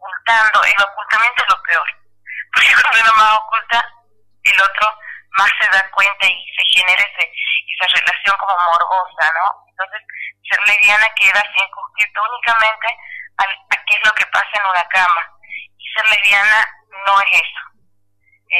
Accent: Santiago del Estero, Argentina; soy de Santiago del Estero, soy lesbiana

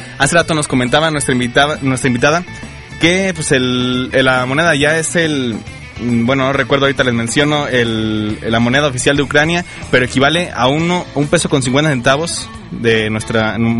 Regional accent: Mexico; como buen mexicano

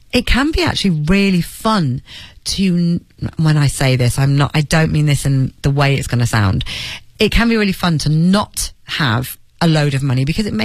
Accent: Leeds, Yorkshire and the Humber, United Kingdom; now in London, United Kingdom; which would have been all right in my hometown in Leeds. I'd have been okay. But in London, it basically was my rent and my bills.

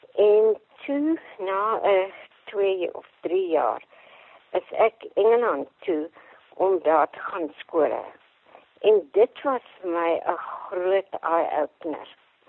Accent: Transvaal, South Africa; also born or lived in Beaufort West; ek is in Beaufort West gebore, en my pa is vroeg dood, en toe het ons so 10 jaar uit is Transvaal toe getrek, waar my oupa, my ma se pa, dit 'n melkplaas gehad het. En ek het basies op daai melkplaas net buitekant Germiston groot geword.

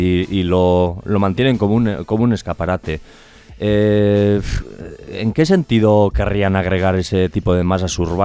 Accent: Galdakao, Basque Country, Spain; yo soy de Galdacao y no me gustaría que llegase el metro allí porque destrozaría el pueblo.

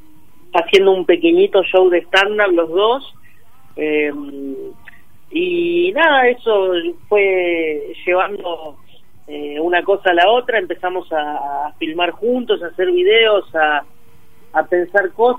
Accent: La Plata, Buenos Aires Province, Argentina; Sí, yo soy de La Plata, Fran también.

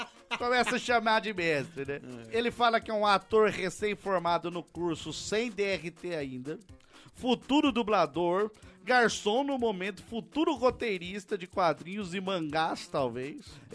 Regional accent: Rio de Janeiro, Brazil; Sou de Rio das Pedras, Jacarepaguá, Rio de Janeiro, 22 anos.

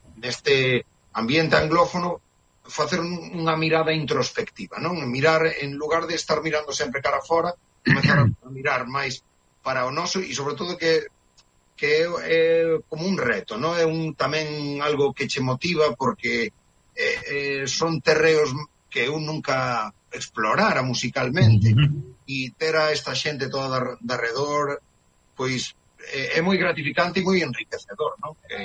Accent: A Coruña, Galicia, Spain; digamos que somos da Coruña

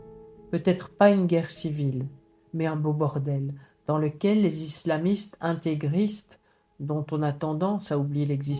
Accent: Belgium; Et cela aura une incidence jusque chez nous en Belgique

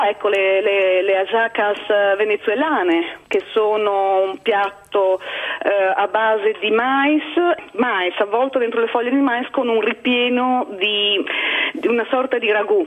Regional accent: Liguria, Italy; io sono ligure e a Natale si mangia il capomagro e la sacrepantina

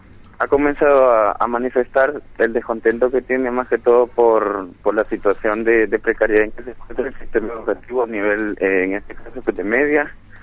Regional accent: Honduras; nosotros y nosotras como hondureñas vivimos acá

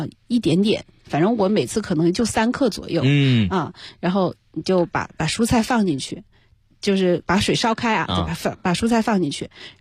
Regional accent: Chongqing, China; 因为我重庆人嘛，我就往里面加一点或者姜丝儿啊

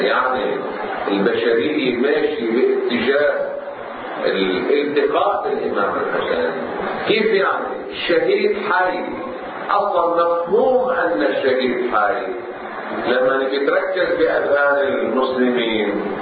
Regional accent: Lebanon; عندنا في لبنان

